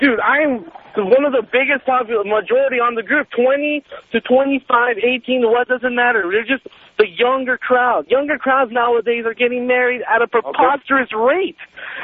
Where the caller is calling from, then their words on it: Venezuela; moved away; I barely moved into the States maybe, a year ago? I'm from Venezuela.